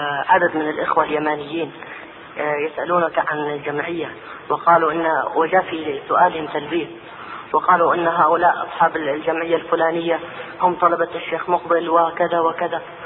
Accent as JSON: {"language": "Arabic", "region": "Hadramaut", "country": "Yemen", "said": "رجل صوفي عندنا في حضرموت"}